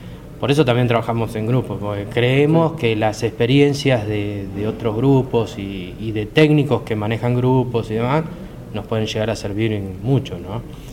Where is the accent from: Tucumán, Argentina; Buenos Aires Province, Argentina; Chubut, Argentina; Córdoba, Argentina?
Buenos Aires Province, Argentina; Carlos Tejedor; soy de Carlos Tejedor.